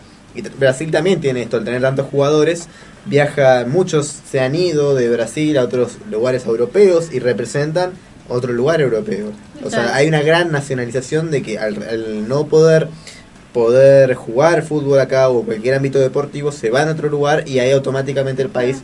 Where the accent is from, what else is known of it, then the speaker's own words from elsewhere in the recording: Argentina; lo primero que se dan cuenta no somos los argentinos, es la gente de afuera